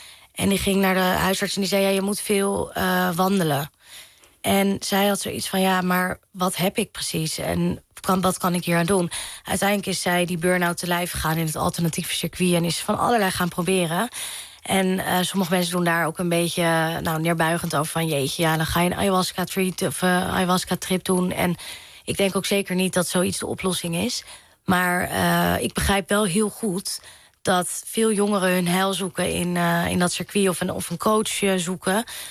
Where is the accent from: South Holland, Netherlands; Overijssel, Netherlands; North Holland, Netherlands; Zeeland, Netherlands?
North Holland, Netherlands; Amstelveen; ik ben opgegroeid in Amstelveen. En ik heb wel op hockey gezeten. En mijn middelbare school zat in Amsterdam-Zuid.